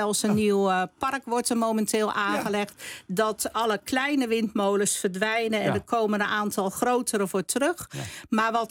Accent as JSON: {"language": "Dutch", "town": "Rotterdam", "region": "South Holland", "country": "Netherlands", "tie": "born there", "said": "In Rotterdam."}